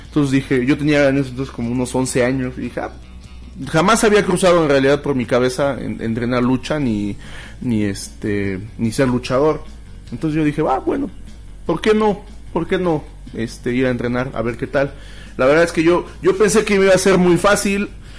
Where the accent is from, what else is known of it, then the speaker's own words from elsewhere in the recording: Tulancingo, Hidalgo, Mexico; also born or lived in Cárdenas, Tabasco; Bueno, ahora sí que yo nací en Cárdenas, mis padres vivían allá, entonces por eso soy tabasqueño. Pero se podría decir que pues, básicamente mi sangre es de hidalguenses. Desde los 6, 7 años vivo en Tulancingo.